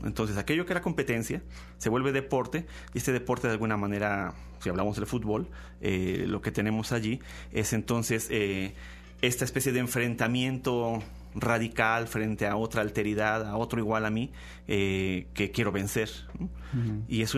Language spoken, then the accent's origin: Spanish; Mexico; otra vez pensamos como mexicanos